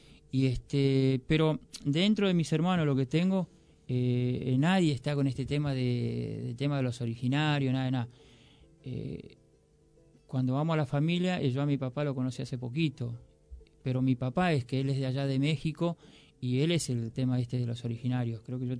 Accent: Formosa, Argentina; Yo hace poquito vine de allá de mi pueblo, ¿no? De Formosa Capital.

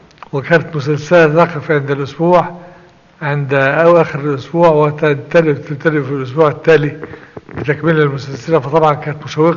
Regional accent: Ghazala, Sharqia Governorate, Egypt; هذا الموضع هو غزالة.

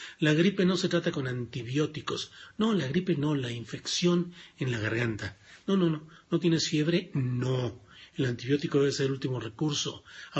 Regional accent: Torreón, Coahuila, Mexico; es en mi tierra natal, en Torreón, en La Laguna, donde estaré por ahí.

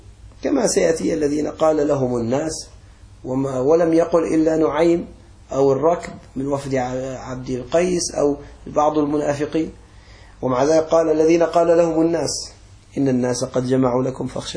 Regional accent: Aleppo, Aleppo Governorate, Syria; accent: Aleppine; بعض الأولاد عندنا على لهجتنا الحلبية

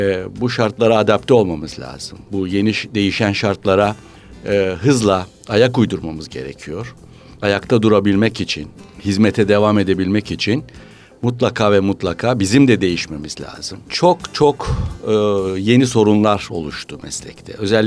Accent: Bitlis, Bitlis Province, Turkey; born there; 1949 yılında Bitlis'te doğdum.

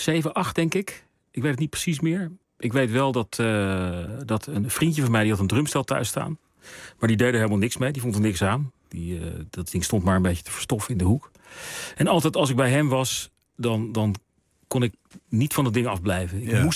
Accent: Heemstede, North Holland, Netherlands; In Heemstede.

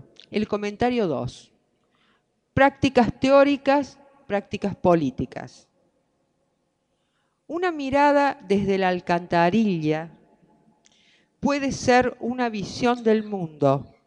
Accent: Córdoba, Argentina; se habrán dado cuenta que soy cordobesa

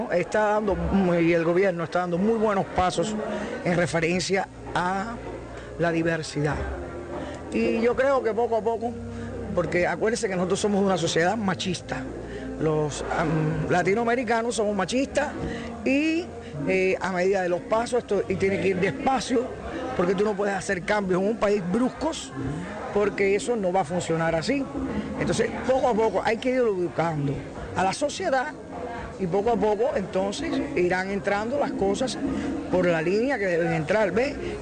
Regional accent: Cuba; la cultura que tienen los cubanos, como americanos que somos, es machista, patriarcal.

